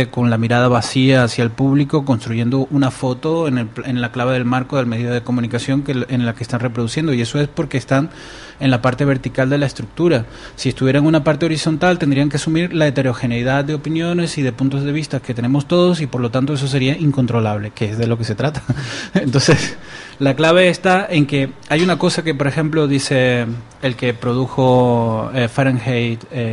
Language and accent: Spanish; Venezuela; moved away; yo soy venezolano y vivo aquí y soy miembro